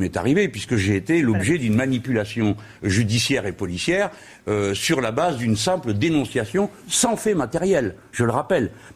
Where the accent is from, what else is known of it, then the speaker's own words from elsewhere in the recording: France; En tant que Français, notre conception du monde, notre vision des choses, nous pouvons les mettre sur la table.